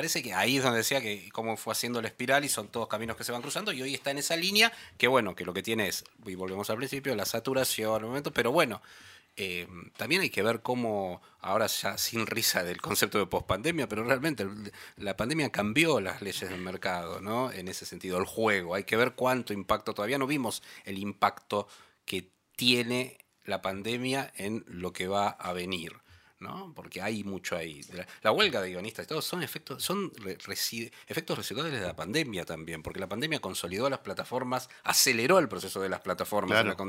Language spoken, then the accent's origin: Spanish; Argentina; yo soy periodista argentina